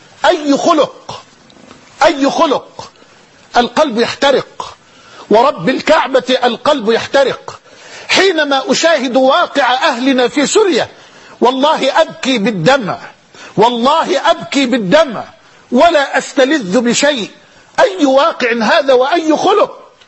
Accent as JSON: {"language": "Arabic", "country": "Egypt", "said": "بلدنا مصر تمر بمرحلة حرجة"}